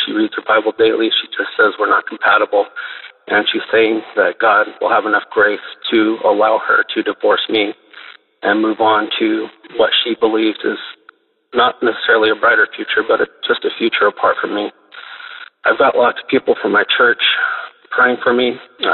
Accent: California, United States; I'm from Central California. I'm 35 years old.

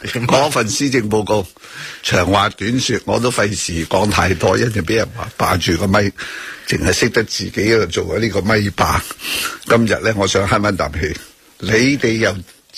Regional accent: Hong Kong; 你咪应该话俾我哋香港人听啊

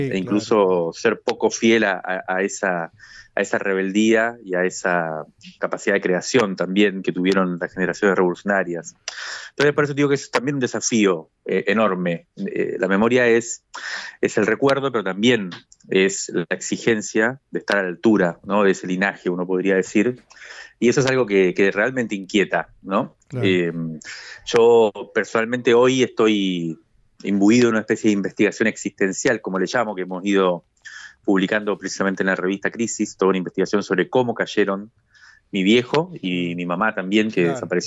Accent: Cuba; moved away as an adult; now in Argentina; Yo me crié en Cuba durante 18 años y después volví a la Argentina en la década del 90.

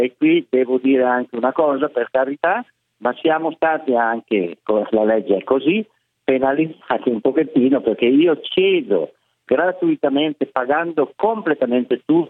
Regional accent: Zumaglia, Piedmont, Italy; moved away; non sono bergamasco, perché io arrivo da un bel paesello che si chiama Zumaglia, che è a 5 km da Biella, e io sono arrivato qua appunto prima del 1970

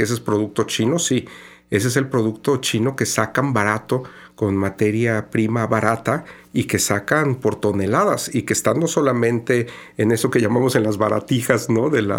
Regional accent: Mexico; Mi participación fue como mexicano, ¿no?

